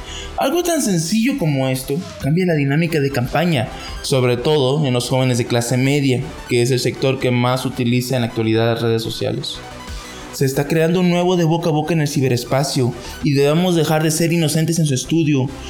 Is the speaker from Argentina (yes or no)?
no; Mexico; esta es la nueva responsabilidad que tenemos como mexicanos